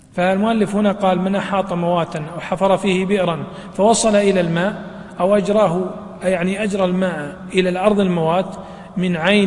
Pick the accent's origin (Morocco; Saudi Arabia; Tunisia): Saudi Arabia; Najd; بعض الشجر يعيش بدون ماء أو بماء قليل كالأثل عندنا في نجد